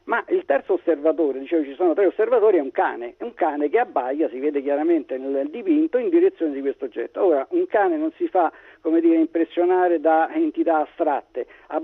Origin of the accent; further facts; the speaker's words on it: Rome, Lazio, Italy; io sono romano